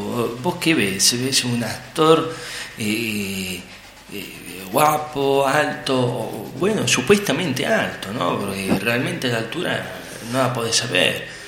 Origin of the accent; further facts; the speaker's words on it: Argentina; yo como buen argentino, aparte de apasionarme el tango y el fútbol, también soy religioso.